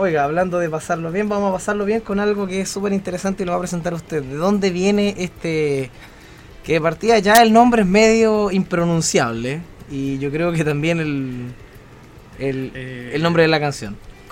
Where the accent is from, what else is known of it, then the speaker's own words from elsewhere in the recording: Viña del Mar, Valparaíso, Chile; Nosotros somos de Viña del Mar, pero acá estamos en Villa Alemana